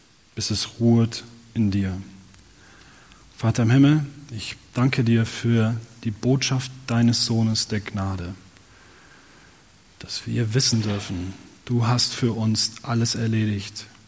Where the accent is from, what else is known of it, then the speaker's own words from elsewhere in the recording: Nordholm, Lower Saxony, Germany; Also, Menschen in meiner Heimat Nordholm in Niedersachsen, sagt mal nach, dass sie